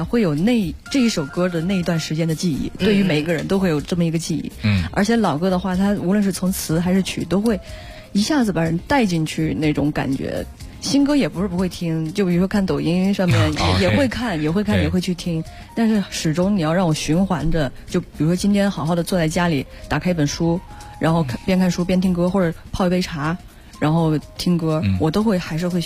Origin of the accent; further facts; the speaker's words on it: Yunnan, China; 因为我是云南的少数民族，